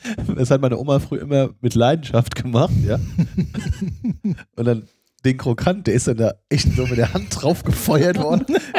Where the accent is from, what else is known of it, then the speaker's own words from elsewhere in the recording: Siegen, North Rhine-Westphalia, Germany; Mein Heimatort, ja.